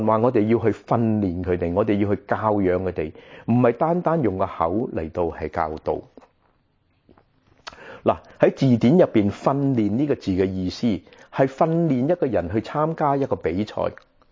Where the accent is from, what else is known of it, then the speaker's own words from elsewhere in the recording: Guangdong, China; 我们广东人说招积